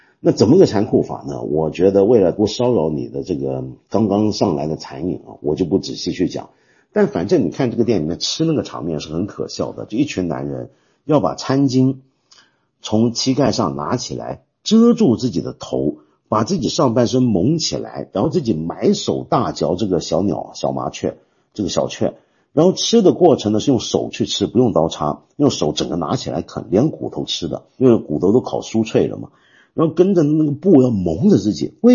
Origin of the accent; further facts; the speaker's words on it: Guangdong, China; 这个东西马上就会让我们中国人想起一种我们广东人的美食，叫做什么呢？荷花雀。